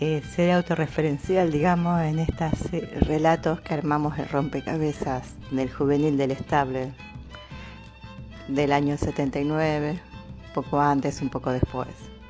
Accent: Rosario, Santa Fe, Argentina; also born or lived in Córdoba; cuando yo tenía 4 o 5 años, Graciela 3, más o menos, nos vinimos de Córdoba y nos instalamos en Rosario. Entonces no teníamos familia en Rosario.

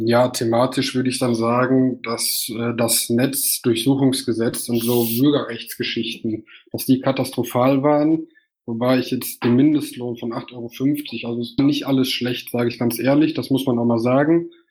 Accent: North Rhine-Westphalia, Germany; Ich komme aus dem Kreis Olpe, das ist ein ländlicher Bezirk.

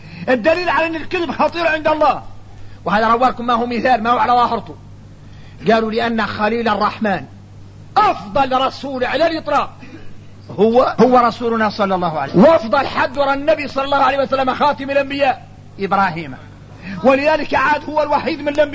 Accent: Mauritania; احنا راك موريتاني عندنا فهم عن مولانا خاص

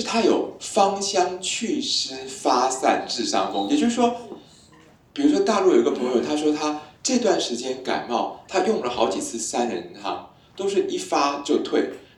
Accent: Taiwan

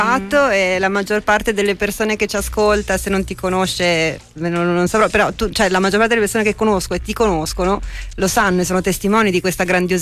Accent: Veneto, Italy; fra l'altro sono cresciuta in Veneto

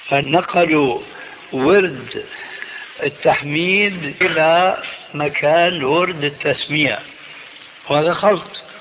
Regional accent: Damascus, Damascus Governorate, Syria; إماما عندنا في دمشق كان يصلي في المسجد

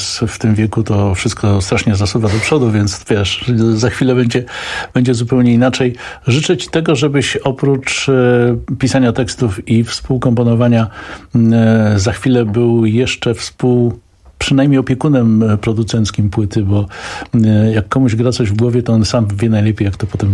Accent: Kraków, Lesser Poland, Poland; moved away; ja jestem takim Krakusem trochę na emigracji od lat 20 paru, ale bardzo często wciąż jeżdżę

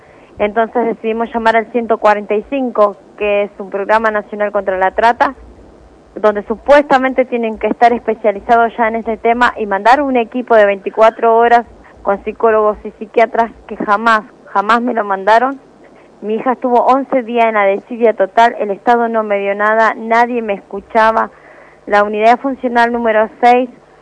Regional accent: Burzaco, Buenos Aires Province, Argentina; nosotros somos de Bursaco, Almirante Brón.

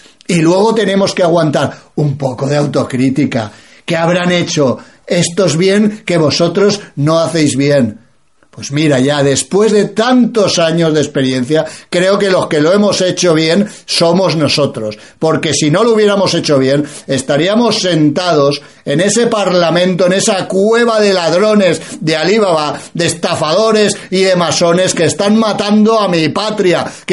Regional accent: Spain

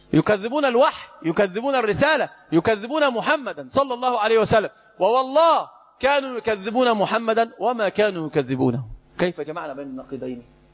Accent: Egypt; هو ما زال طريح الفراش محنط عندنا في مصر

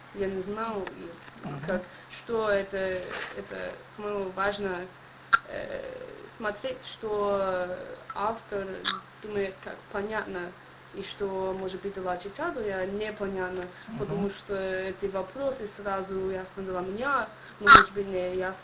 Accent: United States; Russian is a second language; я не знал, и я приехала из Америки

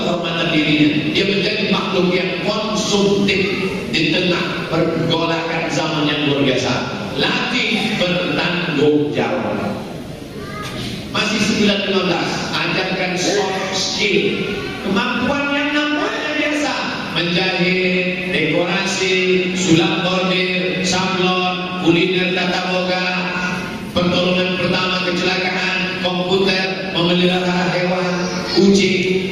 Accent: Java, Indonesia; Kita orang Jawa, nunjuknya gini.

